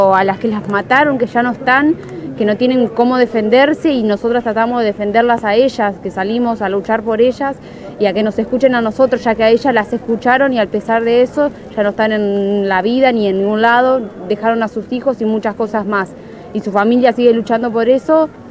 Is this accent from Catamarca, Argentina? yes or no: no; Santa Fe, Argentina; Yo soy de Santa Fe y lo hacía ya con una ONG de Santa Fe.